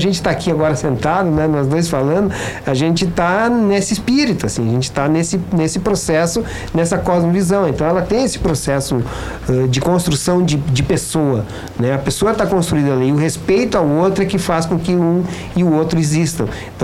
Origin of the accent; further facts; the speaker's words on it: Brazil; Nós não somos europeus, nós somos brasileiros, né?